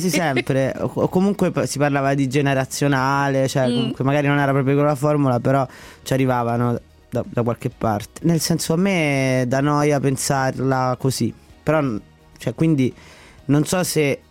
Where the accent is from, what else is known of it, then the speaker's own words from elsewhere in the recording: Latina, Lazio, Italy; Io sono di Latina innanzitutto, la scuola di Latina.